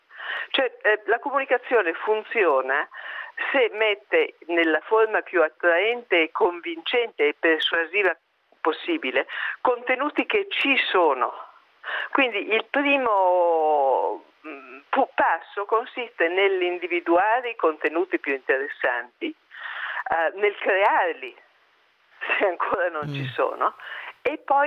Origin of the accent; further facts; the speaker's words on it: Milan, Lombardy, Italy; Ma da milanese che viaggia molto